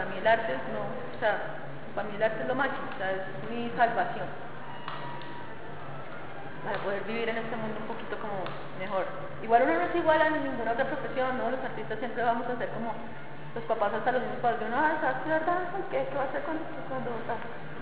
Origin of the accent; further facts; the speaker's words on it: Colombia; me lo merezco como ciudadana colombiana